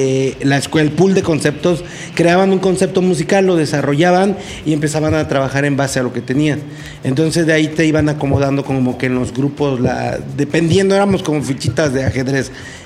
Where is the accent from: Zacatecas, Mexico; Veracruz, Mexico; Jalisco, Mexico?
Veracruz, Mexico; Cosamaloapan; Mira, yo soy originario de Cozamalapan, Veracruz.